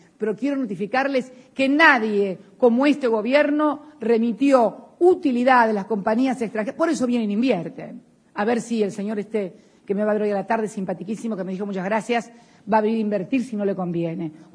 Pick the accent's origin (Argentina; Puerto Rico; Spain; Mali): Argentina; Soy morocha argentina. Soy morocha argentina. Orgullosamente morocha. Orgullosamente morocha y argentina.